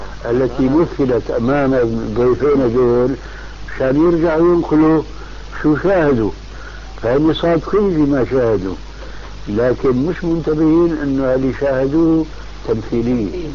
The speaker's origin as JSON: {"language": "Arabic", "town": "Damascus", "region": "Damascus Governorate", "country": "Syria", "said": "المهم كان عندنا في دمشق شيخ طابق"}